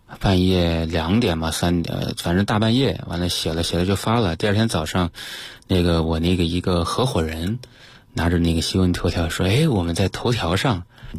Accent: Changde, Hunan, China; 所以当时是跑回到这个我老家常德，

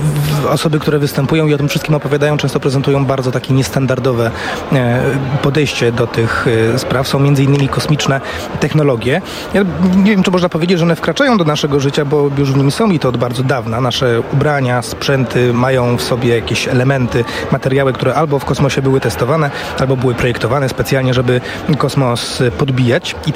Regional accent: Poznań, Greater Poland Voivodeship, Poland; Jako poznaniak

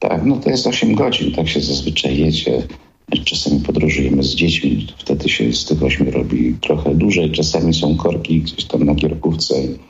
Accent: Kraków, Lesser Poland, Poland; moved away as an adult; now in Słupsk, Poland; jestem rodowitym krakowianinem, ale teraz określam się jako słupszczanin, więc życie się zmienia. Przebyłem taką drogę z południa Polski na północ, bo urodziłem się i pierwsze 30 parę lat życia spędziłem, 30 lat życia spędziłem w Krakowie

